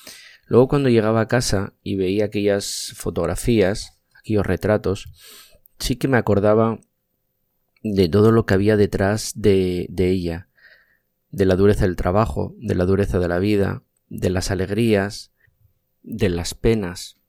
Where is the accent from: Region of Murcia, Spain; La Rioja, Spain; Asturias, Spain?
Asturias, Spain; Soy un asturiano al que le gusta la fotografía.